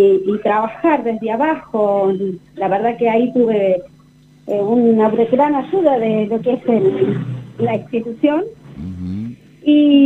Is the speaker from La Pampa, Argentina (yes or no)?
yes; General Pico, La Pampa, Argentina; also born or lived in Bahía Blanca / Buenos Aires; now in Santa Rosa, Argentina; yo nací en Bahía Blanca, mi infancia la hice en General Pico, y bueno, después estuve con mis padres tanto como en Buenos Aires y vinimos nuevamente para Santa Rosa, donde, bueno, acá hicimos pie y nos quedamos.